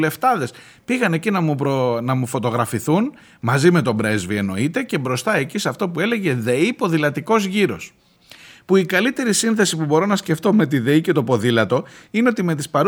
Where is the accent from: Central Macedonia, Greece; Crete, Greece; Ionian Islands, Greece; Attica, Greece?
Crete, Greece; Heraklion; Εδώ στο Ηράκλειο, στον τόπο μου, εδώ που μένω.